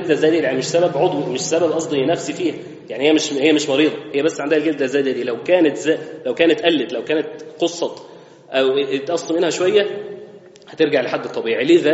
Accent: Egypt; الختان احنا عندنا في مصر بنسميه تسمية حلوة الطهارة

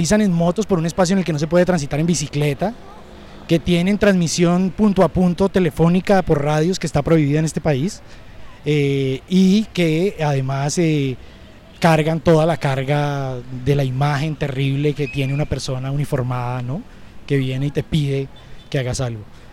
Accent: Colombia; Yo le puedo mostrar mi cédula, que es la que me identifica como ciudadano colombiano

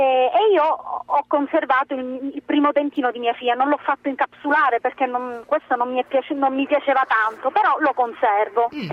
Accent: Palermo, Sicily, Italy; siccome io vengo da Palermo, sono nata lì

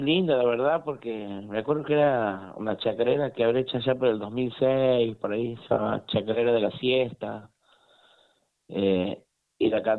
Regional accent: Frías, Santiago del Estero, Argentina; now in Santiago del Estero, Argentina; De Frías, sí. Pero bueno, casi toda la vida he vivido aquí en Santiago, digamos. Mucho tiempo en Frías, en Santiago.

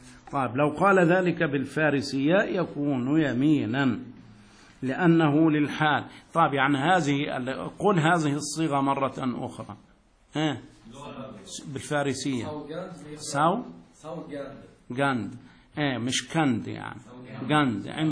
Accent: Egypt; يا أخي لا إشكال، أنا مصري أتيت إليك

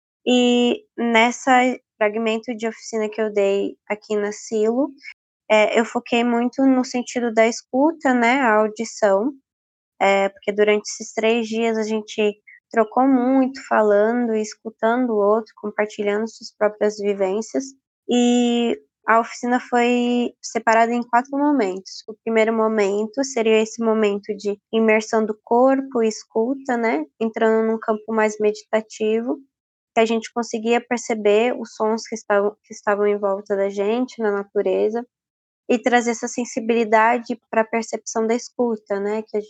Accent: Osasco, São Paulo, Brazil; sou de Osasco, São Paulo. Estou há 2 anos no nomadismo, então não necessariamente o Osasco é meu lugar de moradia, mas sim o meu lugar de retorno.

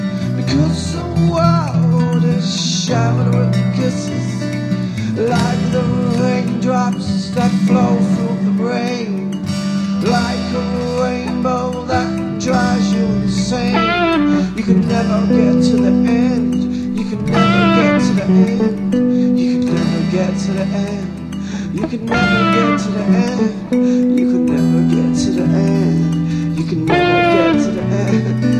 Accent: England, United Kingdom; I'm English, but when I try and sound European, do I sound like a vampire?

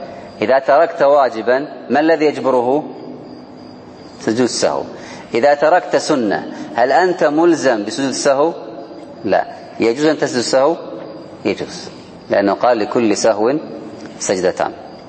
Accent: Kuwait; لو كانت صفوف النساء بعض المساجد قليلة عندنا في الكويت خلف المسجد بالضبط

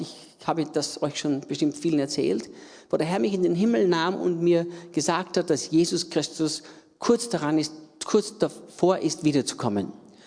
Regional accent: Austria; Österreicher, in Österreich geboren und aufgewachsen, habe mein Leben vor 51 Jahren Jesus übergeben und diene Jesus jetzt seit 39 Jahren.

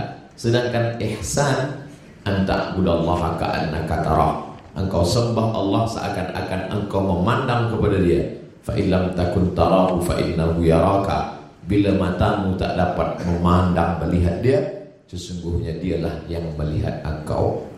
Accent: Sumatra, Indonesia; saya sebagai orang Melayu dari Pulau Sumatera

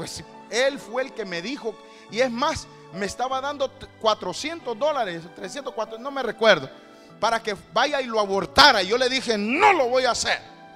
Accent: Mexico; le hablo de México, porque la mayoría somos mexicanos

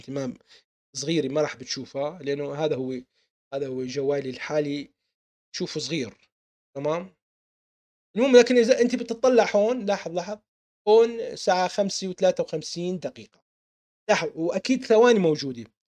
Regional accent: Baghdad, Baghdad Governorate, Iraq; born there; لمعلوماتك أنا من مواليد 1974، ولدت في بغداد الحبيبي

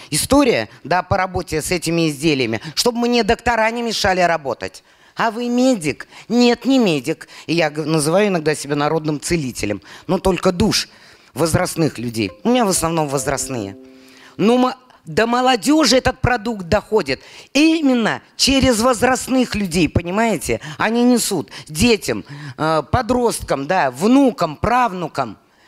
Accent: Bashkortostan, Russia; born there; Я родилась в Башкортостане.

